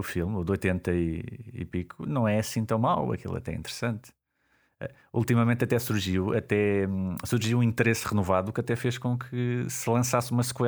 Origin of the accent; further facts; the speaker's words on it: Coimbra, Portugal; Eu sou de Coimbra.